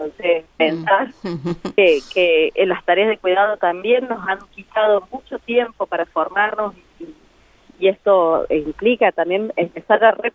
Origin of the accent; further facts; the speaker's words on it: San Luis, Argentina; San Luis también, que es de donde vengo.